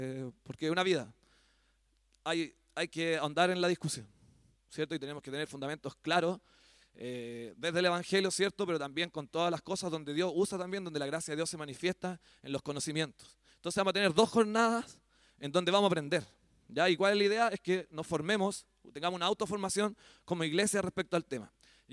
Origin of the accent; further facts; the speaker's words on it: Chile; Hablábamos el otro día con un hermano acá de este tema también que se nos instaló como chilenos.